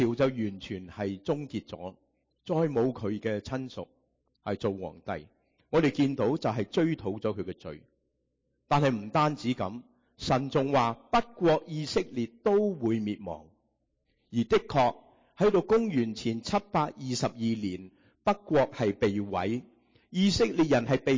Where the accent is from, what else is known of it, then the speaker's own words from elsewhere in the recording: Guangdong, China; 我们广东人说什么？一脚踏两船，是吗？